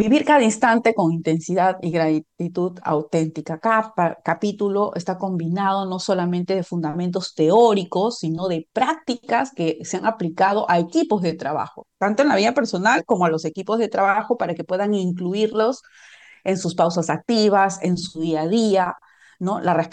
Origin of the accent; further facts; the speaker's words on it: Peru; yo soy de Perú